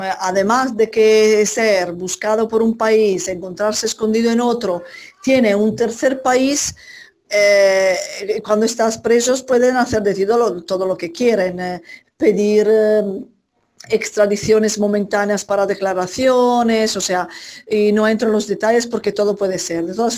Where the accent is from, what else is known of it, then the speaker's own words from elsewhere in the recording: Italy; Spanish is a second language; now in Argentina; Porque como soy italiana y sabían que hemos estado en Italia